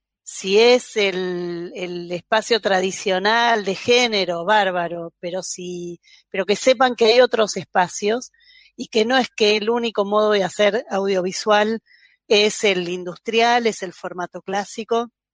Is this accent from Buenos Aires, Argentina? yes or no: yes; Buenos Aires, Argentina; yo soy de Buenos Aires, ahí el campo del cine era mucho más extenso